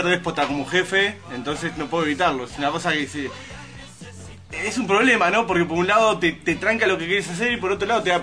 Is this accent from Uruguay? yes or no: yes; Uruguay; Somos uruguayos, ¿no? De arranque.